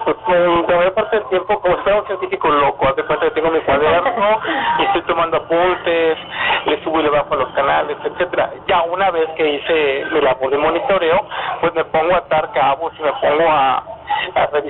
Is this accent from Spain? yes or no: no; Monterrey, Nuevo León, Mexico; Yo nací en Monterrey, yo vivía en Monterrey